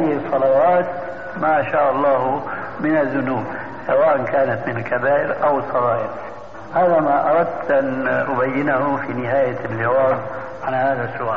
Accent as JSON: {"language": "Arabic", "country": "Syria", "said": "وكما يقول عندنا في سوريا"}